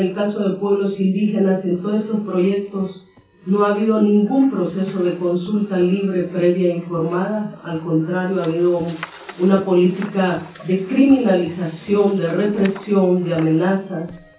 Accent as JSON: {"language": "Spanish", "country": "Honduras", "said": "También como luchadora, y como hondureña, que nosotros sabemos que la impunidad y la corrupción tiene una raíz"}